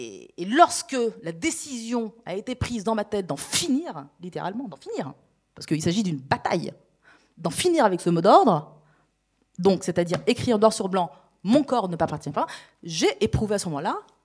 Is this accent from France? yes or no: yes; France; j'ai grandi en France